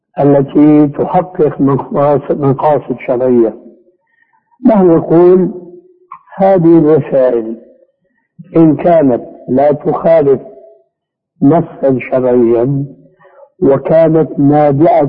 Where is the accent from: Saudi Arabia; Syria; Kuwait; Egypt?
Syria; كما يقول العام عندنا في سوريا